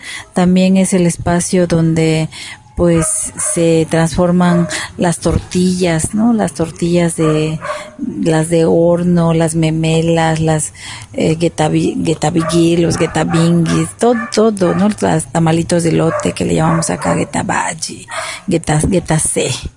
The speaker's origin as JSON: {"language": "Spanish", "town": "Juchitán", "region": "Oaxaca", "country": "Mexico", "said": "soy cuchiteca, soy de la Asamblea de Pueblos Indígenas del Istmo en defensa de la tierra y el territorio. Y pues estamos en Juchitán"}